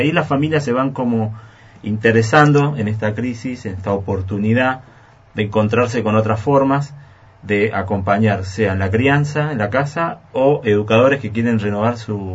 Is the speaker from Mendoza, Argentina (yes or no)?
yes; Mendoza, Argentina; Nosotros en Mendoza tenemos, porque soy de Mendoza